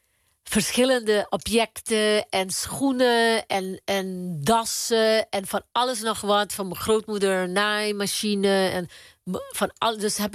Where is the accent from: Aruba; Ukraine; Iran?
Aruba; ik ben op Aruba geboren. Ik ben een Arubaan. Maar ik ben ook van Spanje, van Colombia, van Curaçao, van Venezuela. Mijn overgrootvader is PIC'er. Hij komt van Spanje.